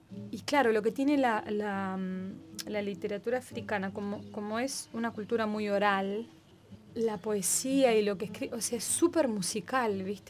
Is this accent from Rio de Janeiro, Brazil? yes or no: yes; Rio de Janeiro, Brazil; also born or lived in São Paulo; Y nací en San Pablo, pero viví más tiempo en Río. A los 3 años mis padres se fueron para Río.